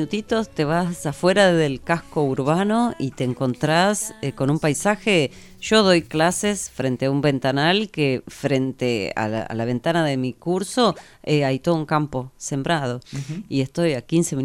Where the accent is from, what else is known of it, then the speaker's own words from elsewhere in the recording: Buenos Aires, Argentina; now in La Plata, Argentina; Claro, vivía en Buenos Aires porque soy porteña. Después me vine a vivir acá a La Plata